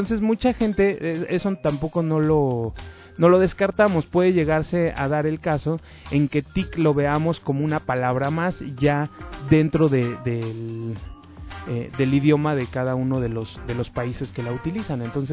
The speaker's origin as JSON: {"language": "Spanish", "country": "Mexico", "said": "yo como soy mexicano no estoy muy acostumbrado a decir DVD."}